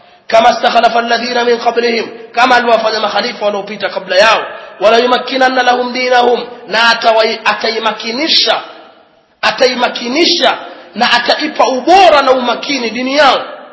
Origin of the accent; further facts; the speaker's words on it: Pangani, Tanga Region, Tanzania; Sisi tumekulia kule kwetu liko kuna baraka. Samaki wenda hapo tu waje na chombo kimejaa masamaki. Leo si mchezo. Nazi ilikuwa hivi, watu kutoka Mombasa walipata nazi Pangani.